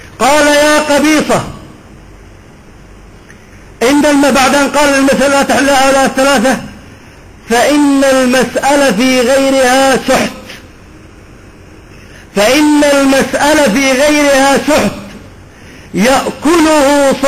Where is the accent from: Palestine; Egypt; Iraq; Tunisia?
Iraq; أنا أعرف لهجة أهل الفلوجة ولسانهم لأني من البلد